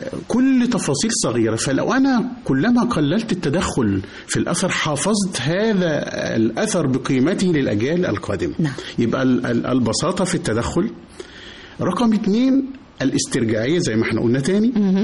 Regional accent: Egypt; لو عندنا اثر زي مسافر خانة عندنا في مصر تم حركه تماما

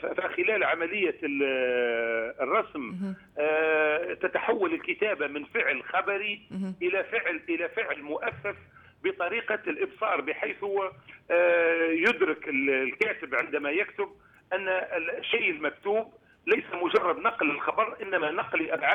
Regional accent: Douz, Kebili Governorate, Tunisia; بالإضافة لعلاقتي بجوز هي مدينتي التي لم أقم فيها إلا في فترات الإجازات, يعني أنا الآن عمري 57 سنة لم أقيم في دوز إلا في سنة واحدة سنة البكالوريا

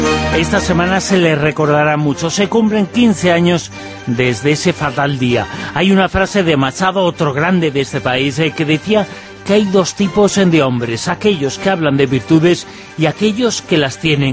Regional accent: Aragon, Spain; Y como aragonés, feliz

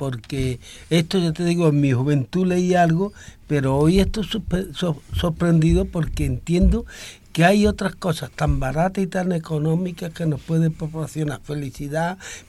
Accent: Mairena, Andalusia, Spain; Y al pueblo de Mairena, mi pueblo querido.

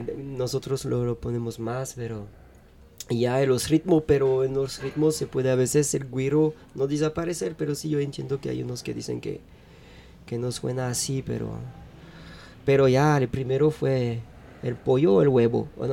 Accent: France; Spanish is a second language; es solo que soy francés, yo, pues nadie es perfecto

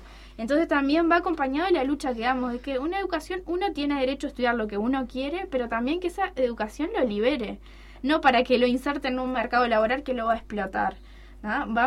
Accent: Paysandú, Uruguay; yo soy de Paysandú, ¿no? Entonces, muy cerca de mi barrio hay un vivero de UPM.

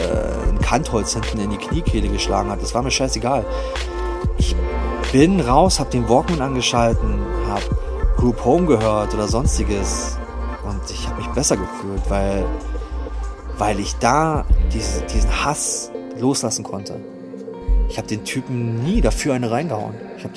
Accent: Germany; Ich bin aus Deutschland, ich will bei dir Platten bestellen. Unsere ganzen Kumpels in unserer Stadt wollen diese Platten.

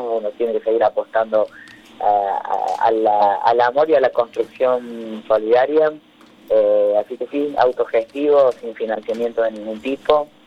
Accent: Villa Dolores, Córdoba, Argentina; Ahí, muy cerquita de Mina Clavero, en Villa Dolores, a 50 kilómetros de Mina. Así que la infancia y la adolescencia en Tras la Sierra

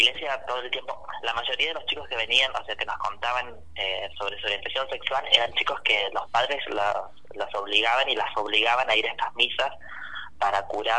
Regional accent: San Francisco, Córdoba, Argentina; now in San Luis, Argentina; Sí, yo nací en San Francisco, viví todo desde muy chiquito.

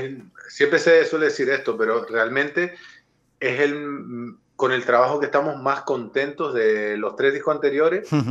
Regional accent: Canary Islands, Spain; No, realmente es porque nosotros venimos de la isla de Lanzarote.

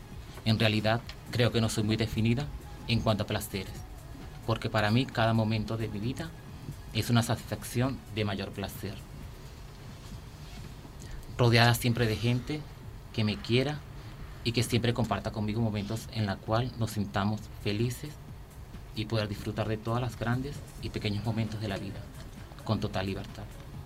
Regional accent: Venezuela; born there; Fueron hechas en países y en mi país natal, Venezuela.

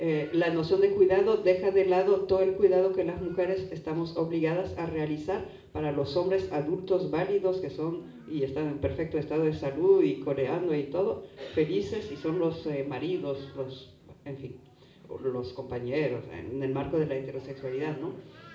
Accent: France; Spanish is a second language; sobre todo como francesa, que tenemos uno de los complejos militar o industriales más bestiales del planeta

